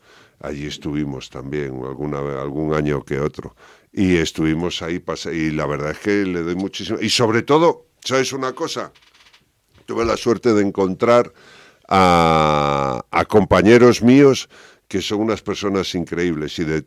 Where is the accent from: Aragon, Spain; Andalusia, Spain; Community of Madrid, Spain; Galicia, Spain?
Galicia, Spain; A Coruña; En Coruña, yo soy de Coruña, soy gallego